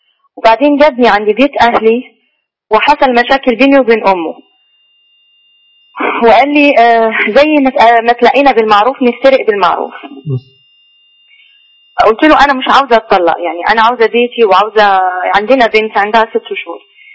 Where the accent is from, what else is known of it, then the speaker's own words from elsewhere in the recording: Morocco; من المغرب.